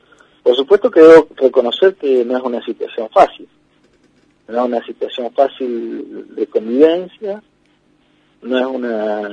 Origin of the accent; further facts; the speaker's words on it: Valcheta, Río Negro, Argentina; born there; Yo nací en Balchita.